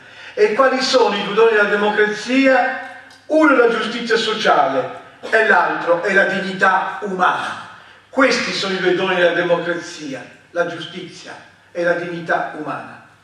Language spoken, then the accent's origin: Italian; Veneto, Italy; Io sono un veneto